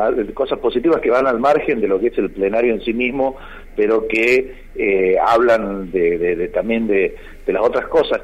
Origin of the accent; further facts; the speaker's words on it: Santiago del Estero, Argentina; lo cual es un orgullo como santiagueño que hayan querido venir a este encuentro acá en mi tierra, que obviamente, como somos acá en Santiago, nos hemos organizado los distintos defensores